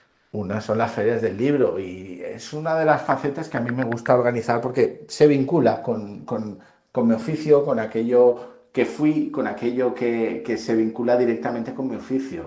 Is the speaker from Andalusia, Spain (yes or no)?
no; Valencia, Valencian Community, Spain; born there; Yo digo que nací en La Malvarrosa, en Valencia, y luego empecé a trabajar en Moncofa.